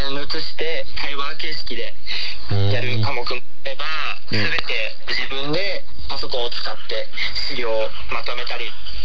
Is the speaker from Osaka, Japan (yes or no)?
no; Sapporo, Hokkaido, Japan; 出身は、北海道札幌市です。